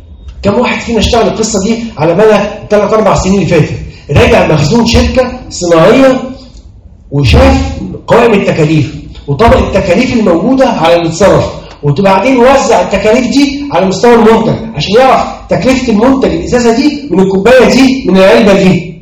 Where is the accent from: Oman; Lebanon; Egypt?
Egypt; خلونا نتكلم عن المهنة عندنا في مصر